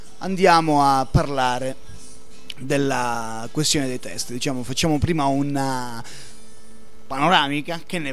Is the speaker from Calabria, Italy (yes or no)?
yes; Crotone, Calabria, Italy; Pitagora era il classico di Crotone, che è mia città natale